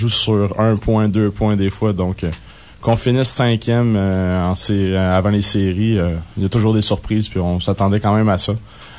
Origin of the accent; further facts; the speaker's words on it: Rosemère, Quebec, Canada; Moi, je viens en banlieue de Montréal.